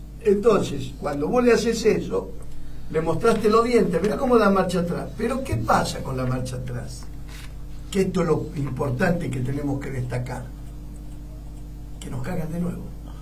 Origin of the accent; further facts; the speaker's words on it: Argentina; vos fijate qué idiota que somos los argentinos